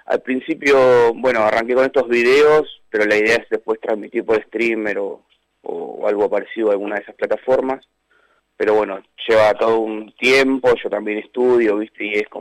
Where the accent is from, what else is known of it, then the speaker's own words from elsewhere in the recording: Cañuelas, Buenos Aires Province, Argentina; Sí, soy de Cañuelas, vivo acá hace más de 20 años, antes vivía sobre Ruta 3, en Barrio Pelufo, y bueno, hace 10 que resido acá, más cerca de la ciudad, digamos.